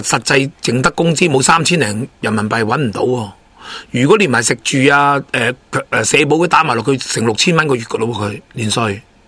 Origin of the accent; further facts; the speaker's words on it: Hong Kong; 但香港人我告诉你听，我哋香港人有啲钱嘅人，可能梗啦，人口都冇1000万